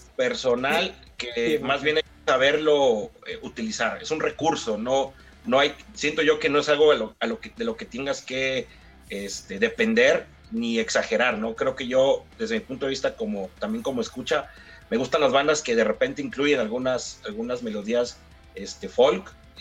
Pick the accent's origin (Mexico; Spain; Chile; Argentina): Mexico; Chiapas; yo nací en Chiapas y crecí con la marimba